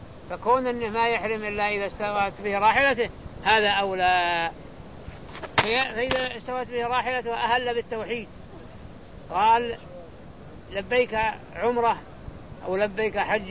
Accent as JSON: {"language": "Arabic", "region": "Najd", "country": "Saudi Arabia", "said": "يسمى الزرابيل عندنا في نجد يسميها زربولة"}